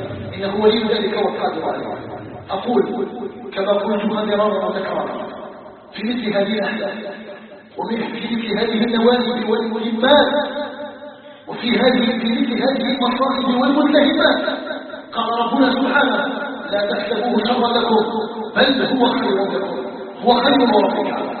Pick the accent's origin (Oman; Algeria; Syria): Algeria; هي قضية بلدنا الجزائر. وما أدراكم الجزائر؟ الجزائر قطعة من بلاد الإسلام، فيها نبتنا وعلى حبها أيها الناس ثبتنا.